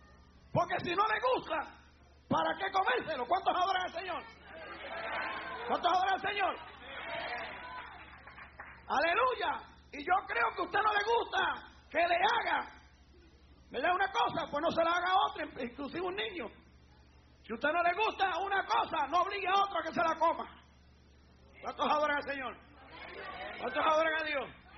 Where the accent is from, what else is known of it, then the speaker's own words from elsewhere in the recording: Puerto Rico; yo no sé si se hace todavía en mi país, en Puerto Rico